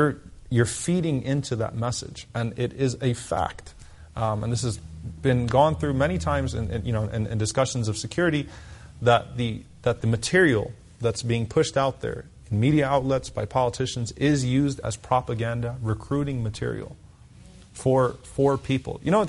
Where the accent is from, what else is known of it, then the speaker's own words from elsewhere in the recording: United States; I'm an American. I don't have another passport.